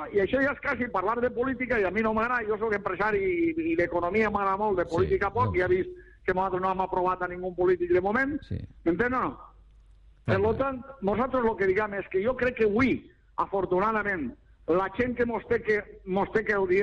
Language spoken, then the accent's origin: Catalan; Valencian Community, Spain; jo sóc espanyol i me sento molt orgullós de ser espanyol, però primer sóc valencià, eh? Epa, primer sóc valencià.